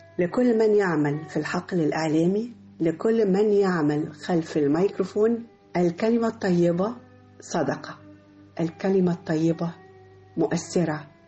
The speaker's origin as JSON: {"language": "Arabic", "country": "Egypt", "said": "لان احنا كلنا ولاد مصر"}